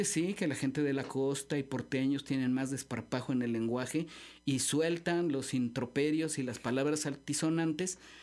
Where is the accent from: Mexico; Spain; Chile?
Mexico; Xalapa, Veracruz; los jalapeños pues somos la Atenas veracruzana, la cuna de la educación, de la normal veracruzana y demás.